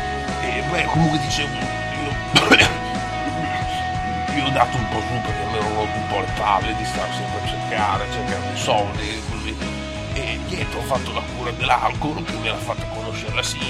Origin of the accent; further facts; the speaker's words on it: Bologna, Emilia-Romagna, Italy; siamo entrambi di Bologna